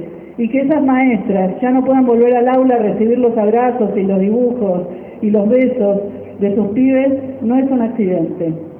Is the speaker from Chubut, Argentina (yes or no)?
yes; Chubut, Argentina; queremos decirles que venimos desde Puelmapu, lo que hoy se llama Chubut, que es un territorio atravesado por la violencia de gobiernos, empresarios, terratenientes